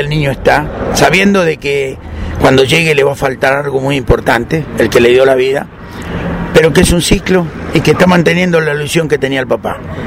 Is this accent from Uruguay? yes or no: no; Argentina; born there; Soy argentino de nacimiento